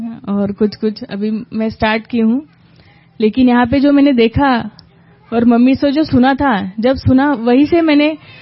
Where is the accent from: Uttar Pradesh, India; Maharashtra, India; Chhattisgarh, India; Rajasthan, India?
Maharashtra, India; Yavatmal; now in Kolhapur, India; और मैं बेसिकली यवतमाल से हूँ लेकिन अब कोल्हापुर में रह रही हूँ महाराष्ट्र।